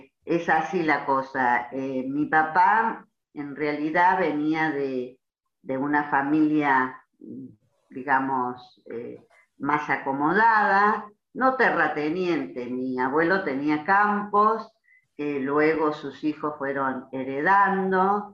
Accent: Río Cuarto, Córdoba, Argentina; born there; En la ciudad de Río Cuarto. Yo nazca, sí, soy nacida en Río Cuarto.

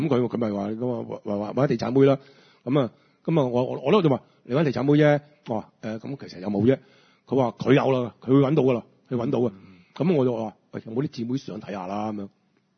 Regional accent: Hong Kong; 一路以來即係我哋香港人都唔識用外圍女呢三個字嚟形容呢啲女仔

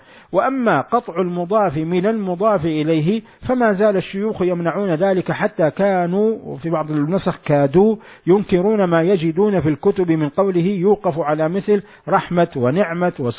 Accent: Hejaz, Saudi Arabia; accent: Hejazi; أو بلهجتنا نحن الحجاز التريقة

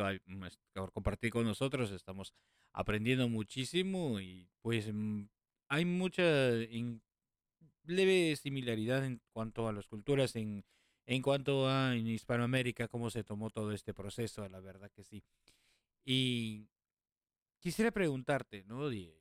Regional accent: Peru; Crecimos en Sudamérica, al menos Perú, con la historia que conocemos ahora en día

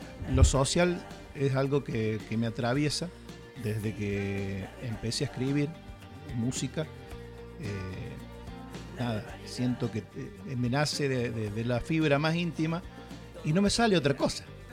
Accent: Córdoba, Argentina; Entonces yo como cordobés y amador de esta Córdoba, porque la amo profundamente

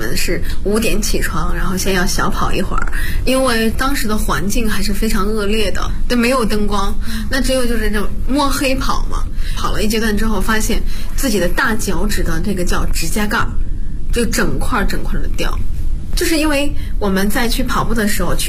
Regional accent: Bozhou, Anhui, China; 我是华佗五禽系第59代传承人，我来自安徽亳州。

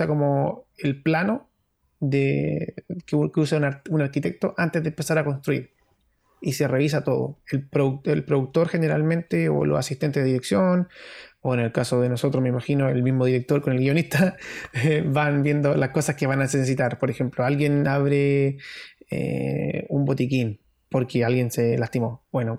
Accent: Antofagasta, Chile; Soy de Antofagasta y soy de la población

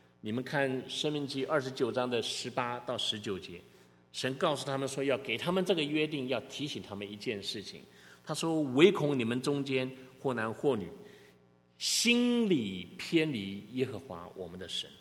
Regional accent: Taiwan; moved away; 我是从台湾来的，你们也许不知道，有些人不知道我是从台湾来的。在台湾拜偶像的人特别的多

